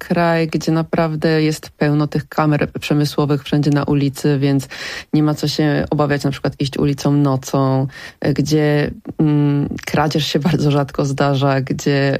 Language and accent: Polish; Poznań, Greater Poland Voivodeship, Poland; moved away as an adult; now in South Korea; Ja nadal jestem Pyrą w Korei. Jestem poznanianką z krwi i kości, która mieszka w Korei i mimo, że mieszkam tam od 10 lat i że uważam, że to jest mój drugi dom, to nadal jestem obcokrajowcem